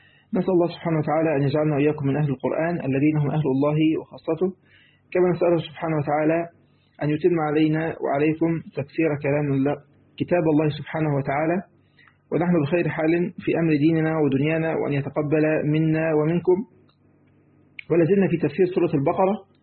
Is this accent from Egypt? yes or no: yes; Egypt; زي ما بيقولوا يعني عندنا في مصر